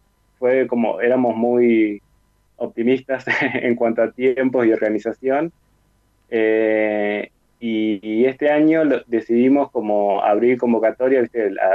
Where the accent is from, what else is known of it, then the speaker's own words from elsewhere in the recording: Tandil, Buenos Aires Province, Argentina; also born or lived in La Plata; Hace un año y medio que volví a vivir acá en Tandil, mi ciudad natal